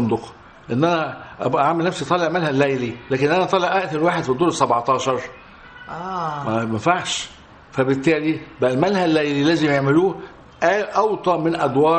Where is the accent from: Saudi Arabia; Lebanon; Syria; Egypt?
Egypt; عندنا في مصر